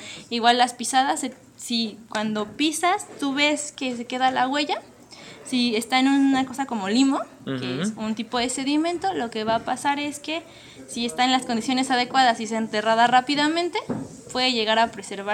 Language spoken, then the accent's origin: Spanish; Mexico City, Mexico; Del Distrito Federal.